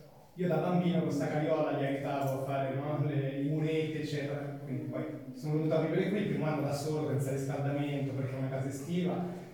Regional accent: Rome, Lazio, Italy; ho le foto di mia mamma con la pancia nel terrazzo della casa in cui oggi vivo, sono cresciuto a Roma, mezzo siciliano, mezzo ligure

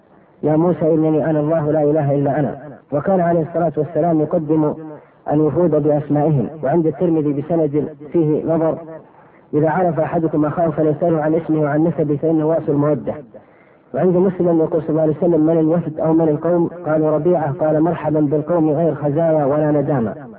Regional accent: Asir, Saudi Arabia; born there; من مواليد عام 1379، وهذا أنساه أحيانا بطول العمر، للهجرة في بلاد بالقرن، درست في الابتدائية بمدرسة آل سليمان، ثم المعهد العلمي بالرياض وأبها

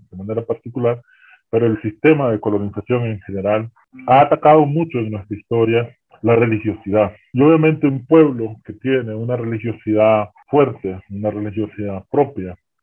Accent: Nicaragua; soy nicaragüense y he trabajado un poco con comunidades

